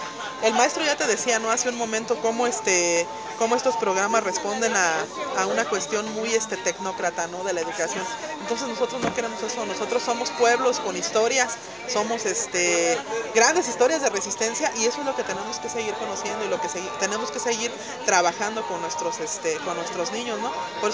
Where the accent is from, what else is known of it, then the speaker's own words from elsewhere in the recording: Michoacán, Mexico; Soy de Michoacán